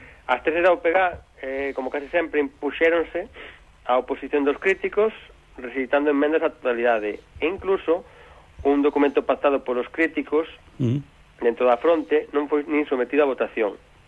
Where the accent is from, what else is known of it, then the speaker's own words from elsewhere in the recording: Galicia, Spain; empezo hoxe por nacionalismo, sendo galegos.